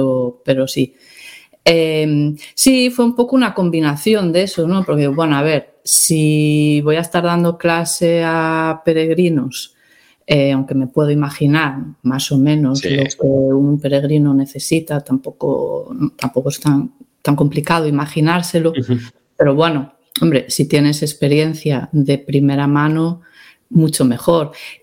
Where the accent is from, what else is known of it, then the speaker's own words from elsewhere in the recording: Pontevedra, Galicia, Spain; Yo en mi vida había visto un peregrino pasando por Pontevedra. Cuando era pequeña, cuando estaba creciendo tal en Pontevedra, ni veíamos peregrinos